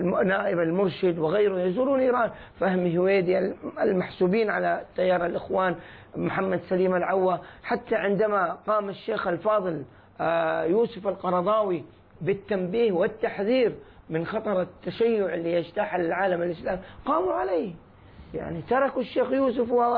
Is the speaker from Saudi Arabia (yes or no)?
yes; Saudi Arabia; موقفهم المميع أثناء حرب الحوثيين عندنا في السعودية